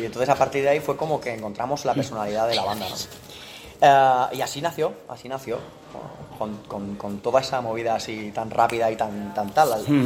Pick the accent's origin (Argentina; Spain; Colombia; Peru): Spain; Montblanc, Catalonia; Empezamos un poco en mi pueblo natal. Yo soy de Montblanc, un pueblo que está cerca de Reus.